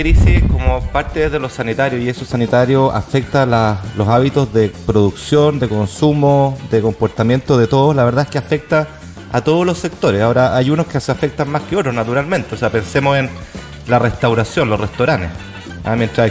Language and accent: Spanish; Chile; acá se nos vienen como chilenos meses muy, muy difíciles.